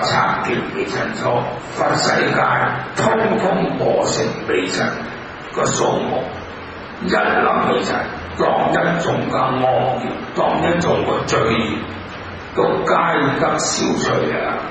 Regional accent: Hong Kong; 老香港的人都知道我都是香港人，我們經過日本人打香港那種的災難。

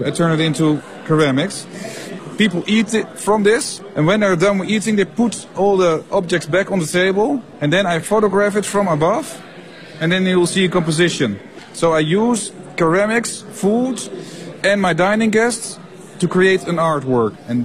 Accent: Netherlands; English is a second language; now in China; I'm from Holland.

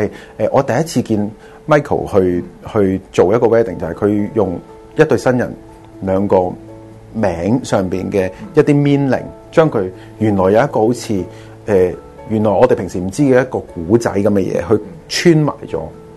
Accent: China; 我哋中國人咧你自己都有個中文名噶嘛？

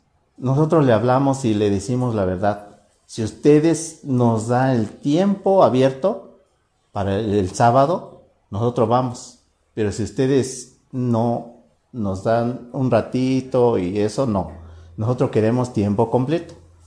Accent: Oaxaca, Mexico; aunque vivimos aquí, pero somos de Oaxaca.

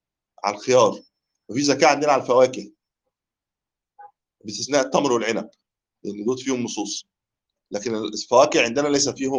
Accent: Egypt; بقول له يا عم انت لو عندنا في مصر كنت اتخطفت بالكيس ده

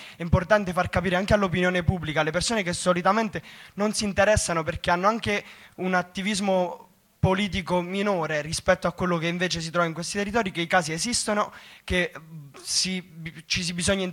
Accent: Potenza, Basilicata, Italy; io vengo da Potenza

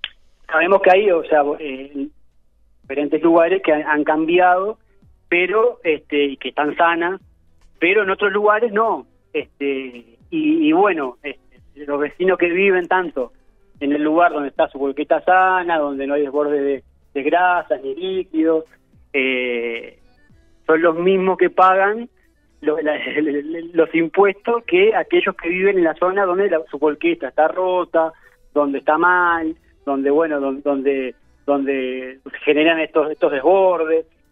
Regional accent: Piriápolis, Maldonado, Uruguay; más allá de que nosotros somos de Piriápolis o zona oeste

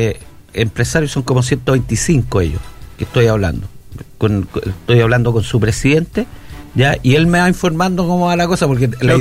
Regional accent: Marga Marga, Valparaíso, Chile; Yo soy de Marga Marga.

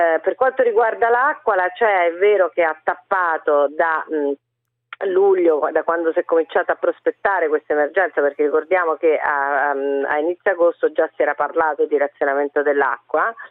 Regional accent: Rome, Lazio, Italy; io lo dico da romana, quindi lo dico col cuore

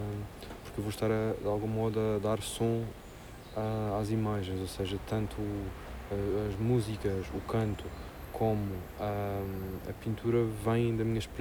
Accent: Madeira, Portugal; now in Lisbon, Portugal; Eu sou mesmo um gajo do Sul. Eu cresci na Madeira, adoro o Alentejo, vivo em Lisboa há 20 anos. Isto vale o que vale. Eu sou do Sul.

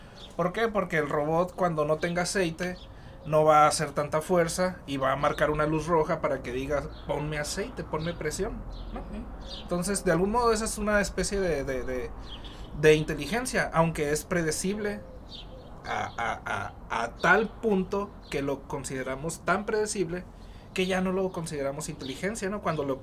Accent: Caborca, Sonora, Mexico; now in Hermosillo, Mexico; Y soy de Caborca, vivo aquí en Hermosillo hace rato ya

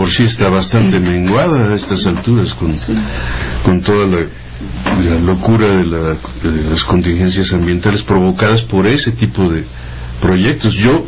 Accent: Mexico City, Mexico; Somos unas cucarachas chilangas.

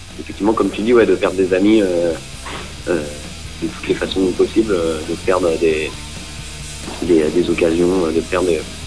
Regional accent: Paris, Île-de-France, France; Eh bien, on est, nous, on vient de Paris, région parisienne.

